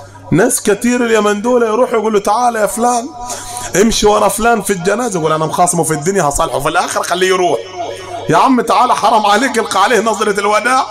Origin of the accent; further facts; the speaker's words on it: Upper Egypt, Egypt; نقعد على الحصيره بتاعتنا اللي في الصعيد ولا المصطبه اللي عندنا في الصعيد